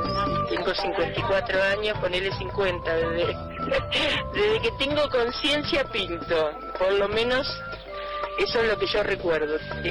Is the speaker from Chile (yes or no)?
no; La Plata, Buenos Aires Province, Argentina; also born or lived in La Pampa; soy nacida en La Pampa, pero desde muy chica viví en La Plata, hasta que me casé, que vine acá a los 32 años